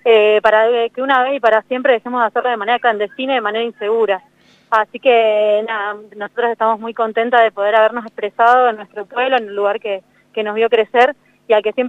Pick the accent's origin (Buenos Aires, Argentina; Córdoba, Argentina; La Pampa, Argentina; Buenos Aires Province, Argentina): La Pampa, Argentina; Ingeniero Luiggi; born there; now in Río Negro, Argentina; yo soy nacida acá en Ingeniero Luigi, hace unos años que vivo en Río Negro, soy médica.